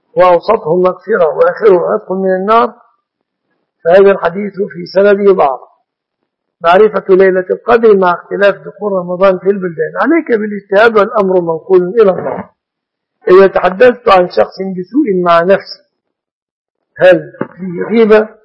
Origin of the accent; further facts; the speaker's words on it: Egypt; أسأل الله سبحانه وتعالى أن يحفظ بلادنا مصر وسائر بلاد المسلمين من كل مكروه ومن كل سوء